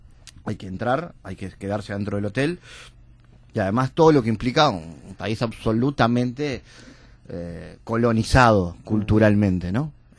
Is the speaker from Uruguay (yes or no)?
yes; Uruguay; Cancillería me había seleccionado en algún momento como periodista uruguayo